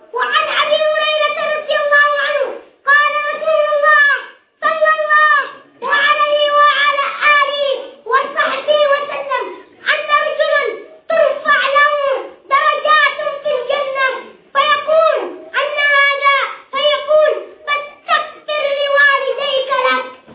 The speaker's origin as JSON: {"language": "Arabic", "country": "Yemen", "said": "اللهم احفظ بلادنا اليمن، اللهم احفظ بلادنا اليمن يا رب العالمين"}